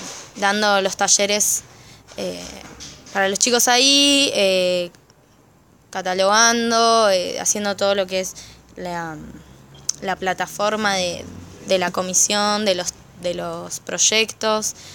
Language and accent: Spanish; Bahía Blanca, Buenos Aires Province, Argentina; pero el resto somos todas de Bahía. Y de Bahía, somos todes de Bahía.